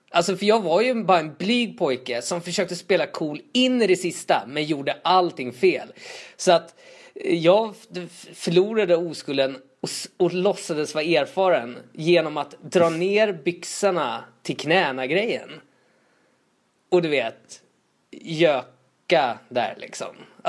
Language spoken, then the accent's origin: Swedish; Tullinge, Stockholm County, Sweden; där jag växte upp i Tullinge